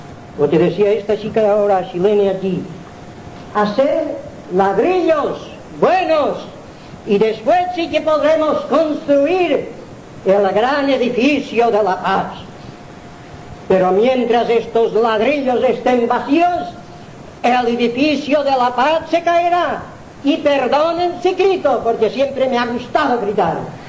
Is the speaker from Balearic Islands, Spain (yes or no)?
yes; Balearic Islands, Spain; las forasteradas estas, soy mallorquín